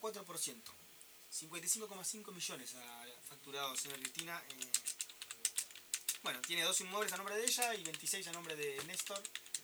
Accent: Argentina; Pero somos re jodidos, Argentina.

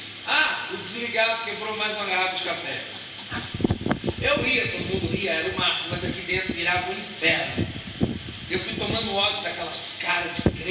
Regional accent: Belo Horizonte, Minas Gerais, Brazil; eu sou de Belo Horizonte, meus pais são missionários há 50 anos, fizemos 50 anos de casado também, eles são missionários batista, eu cresci em igreja

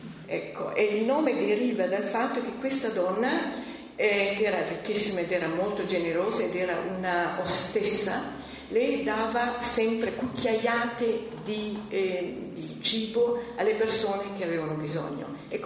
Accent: Sicily, Italy; moved away; io vengo dalla Sicilia. Dite voi come si è accorta. Bisogna dire che io sono andata via dalla Sicilia nel 52, quindi è un periodo abbastanza lungo, e non sono più tornata.

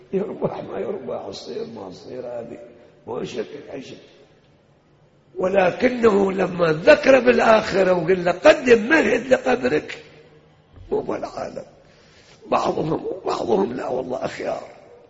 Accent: Iraq; احنا حدنا في لهجتنا العراقيين يقول كل شي دين بدين حتى دمعة العين

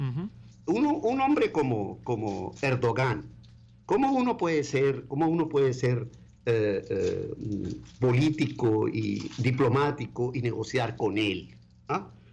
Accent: Aleppo, Aleppo Governorate, Syria; moved away; que acaban de cometer un genocidio en Alepo, en mi ciudad natal.

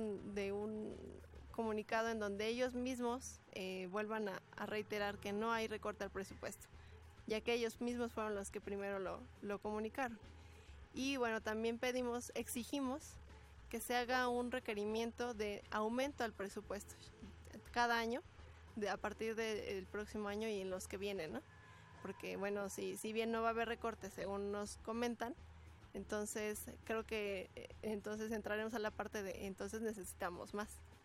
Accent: State of Mexico, Mexico; como en el caso mío, que vengo del Estado de México.

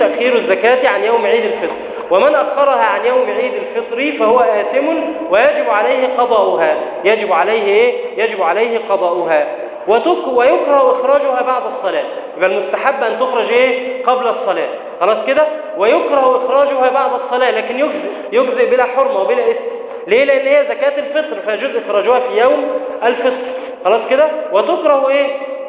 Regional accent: Egypt; إحنا مثلا عندنا في مصر هنا قوت أهل مصر مثلا الأرز والفول والعدس مثلا

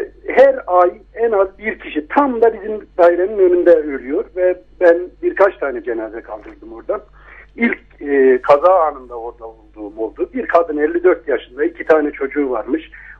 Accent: Kozan, Adana, Turkey; Şimdi ben Avrupa ve Adana Kozanlıyım ben.

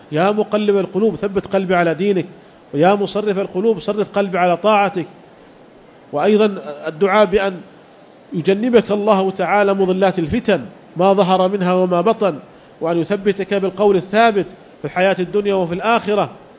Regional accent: Saudi Arabia; وعندنا في المملكة العربية السعودية تجربة في هذا

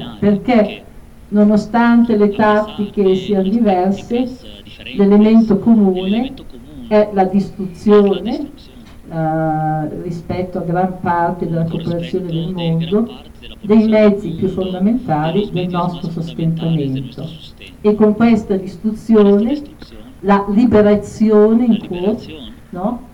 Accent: Oaxaca, Mexico; Vengo da Oaxaca e a Oaxaca mi dicono è la seconda città in Messico per numero di donne uccise

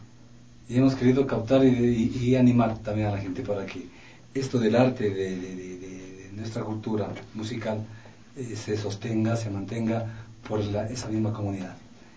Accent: Ecuador; yo soy ecuatoriano, tengo que valorar de mi cuna.

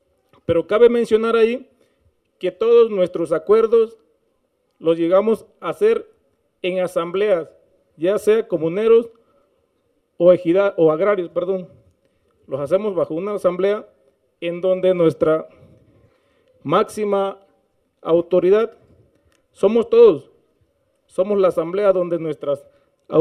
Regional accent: Paso de la Reina, Oaxaca, Mexico; somos de Paso de la Reina.

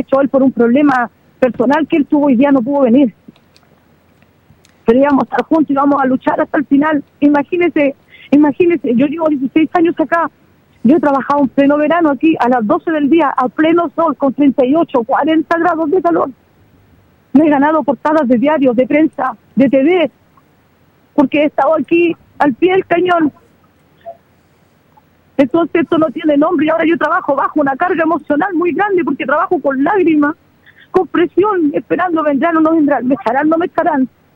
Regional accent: Chile; yo soy chilena. Yo soy chilena y tengo derecho en mi país a mostrar mi arte.

